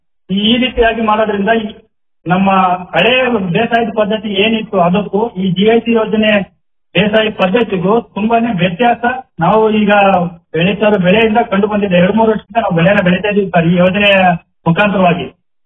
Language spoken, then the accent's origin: Kannada; Tejur, Karnataka, India; ನನ್ನ ಊರು ಬಂದ್ಬಿಟ್ಟು ತೇಜೂರು.